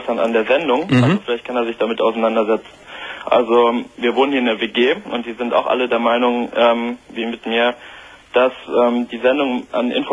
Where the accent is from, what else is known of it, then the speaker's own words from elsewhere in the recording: Solingen, North Rhine-Westphalia, Germany; ich komme jetzt aus Solingen